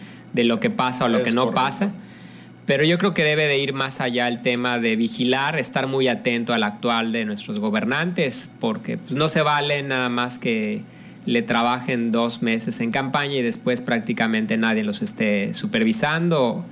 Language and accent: Spanish; Mexico; Y yo creo que como mexicanos sí nos merecemos un buen gobierno, ¿no?